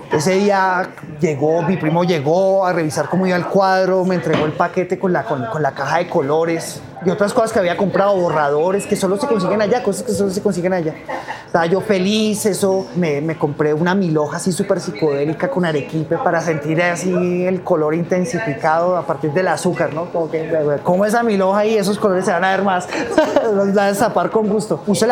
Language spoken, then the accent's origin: Spanish; Facatativá, Cundinamarca, Colombia; Yo vengo de Facatativá.